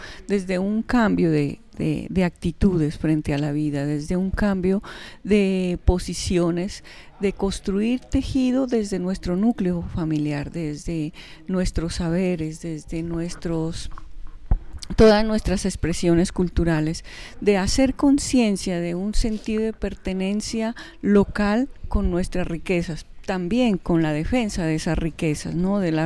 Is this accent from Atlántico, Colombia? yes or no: no; Pasto, Nariño, Colombia; yo vengo desde la ciudad de Pasto.